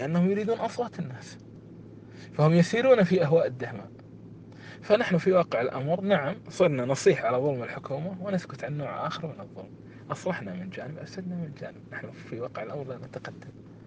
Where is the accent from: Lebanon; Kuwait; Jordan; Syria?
Kuwait; اليوم أنا أعطيكم مثال عن هذا بلدنا الكويت